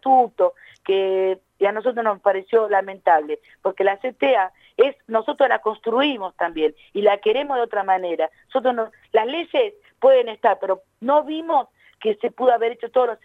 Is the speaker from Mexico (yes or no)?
no; La Matanza, Buenos Aires Province, Argentina; yo que soy del oeste, soy de La Matanza